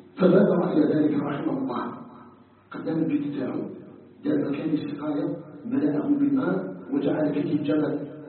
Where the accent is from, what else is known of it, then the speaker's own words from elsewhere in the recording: Algeria; أن يجعل بلدنا الجزائر بلداً آمناً مطمئناً